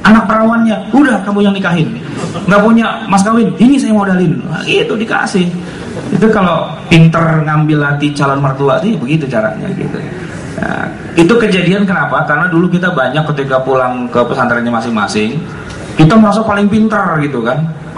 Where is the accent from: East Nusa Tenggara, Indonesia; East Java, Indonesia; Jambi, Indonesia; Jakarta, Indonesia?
Jakarta, Indonesia; saya orang Betawi itu